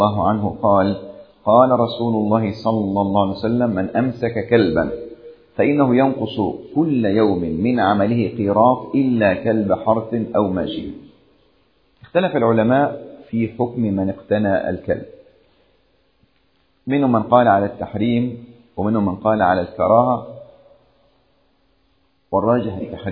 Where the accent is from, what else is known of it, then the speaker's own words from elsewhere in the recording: Upper Egypt, Egypt; أذكر قصة وقعت عندنا في الصعيد قديمة، قصة قديمة كنا نسمع عنها يعني